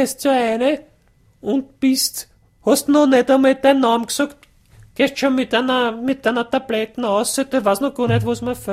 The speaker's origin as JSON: {"language": "German", "country": "Austria", "said": "wir als Österreicher"}